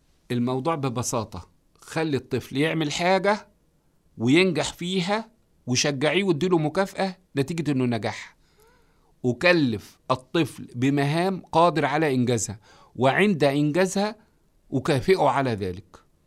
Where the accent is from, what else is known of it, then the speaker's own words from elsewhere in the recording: Egypt; قلت له ده احنا عندنا في مصر بتلم الجيران